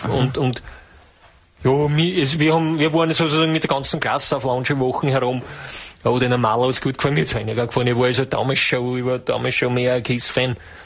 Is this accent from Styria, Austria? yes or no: yes; Judenburg, Styria, Austria; Ich komme aus Judenburg.